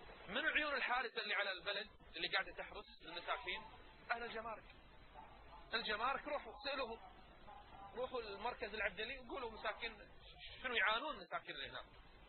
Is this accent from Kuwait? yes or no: yes; Kuwait; يدرون ان احنا عندنا بالكويت ما في عقوبة تجرم السحر